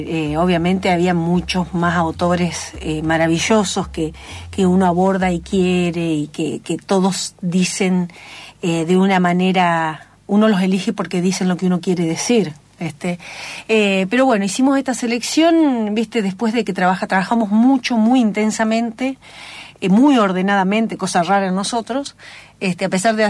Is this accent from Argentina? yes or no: yes; Venado Tuerto, Santa Fe, Argentina; moved away as an adult; also born or lived in Buenos Aires; Y yo soy de Venado Tuerto, vecino, ¿viste?